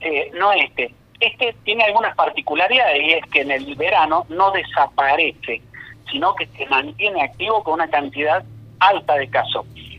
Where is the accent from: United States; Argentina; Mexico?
Argentina; es un tema que tenemos que reconsiderar como argentinos